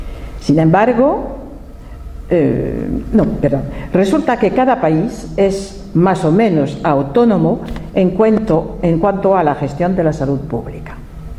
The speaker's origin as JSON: {"language": "Spanish", "country": "France", "second_language": "Spanish", "said": "soy francesa, he sido durante 15 años presidente de una asociación francesa"}